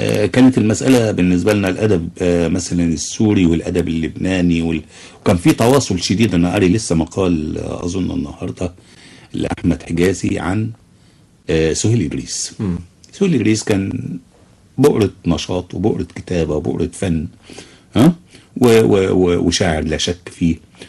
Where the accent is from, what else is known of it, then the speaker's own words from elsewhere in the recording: Egypt; يعني الان احنا نسال نفسنا الاول كمصريين عندنا كم مجله لنشر الاداب المصريه؟